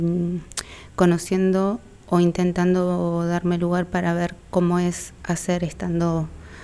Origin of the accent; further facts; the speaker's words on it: Fiske Menuco, Río Negro, Argentina; soy de Fisquemenuco en Río Negro. Vine a trabajar acá y a La Plata por un mes.